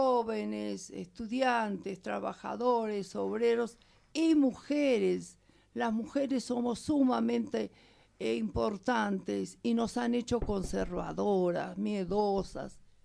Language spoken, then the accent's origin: Spanish; Argentina; Nos criamos, los argentinos, y yo soy argentina, pero me siento bolivariana y latinoamericana.